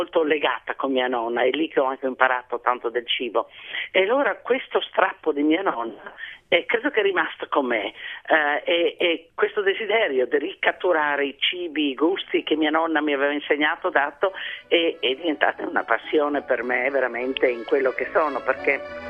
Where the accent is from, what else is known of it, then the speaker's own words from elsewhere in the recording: Pula, Istria County, Croatia; born there; Sono nata nel 47 a Pola e dunque